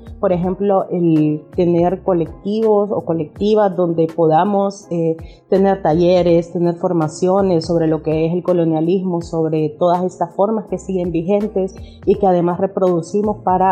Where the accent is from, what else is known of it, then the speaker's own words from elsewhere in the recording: Tegucigalpa, Francisco Morazán, Honduras; soy de Tegucigalpa, Honduras